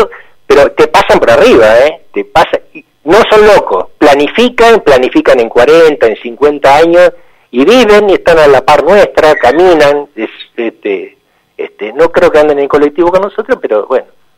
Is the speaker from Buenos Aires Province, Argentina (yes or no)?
yes; Zárate, Buenos Aires Province, Argentina; yo soy originario de Zárate